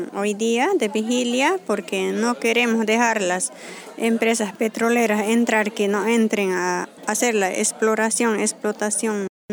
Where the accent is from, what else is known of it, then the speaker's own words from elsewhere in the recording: Tariquía, Tarija, Bolivia; vengo de Tariquía, de la comunidad de Pampa Grande.